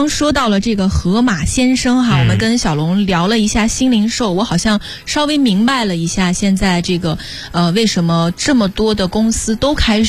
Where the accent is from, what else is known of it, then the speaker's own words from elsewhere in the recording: Xinjiang, China; 我是新疆人。